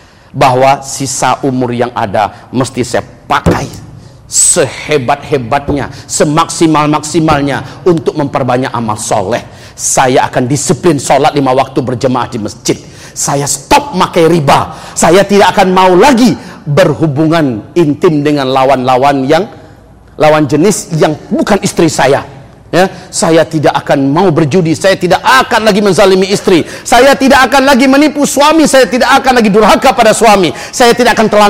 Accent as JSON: {"language": "Indonesian", "town": "Pariaman", "region": "West Sumatra", "country": "Indonesia", "tie": "born there", "said": "Saya lahir di Paris, serius. Pariaman sekitarnya. Yeah. Pariaman itu kan sebelahnya Padang, kota Padang."}